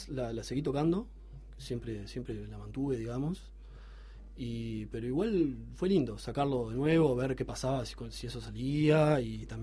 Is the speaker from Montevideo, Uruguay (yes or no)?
yes; Montevideo, Uruguay; Tuve un grupo así como muy breve, con amigos, con amigos del barrio. Yo soy de Malvin Norte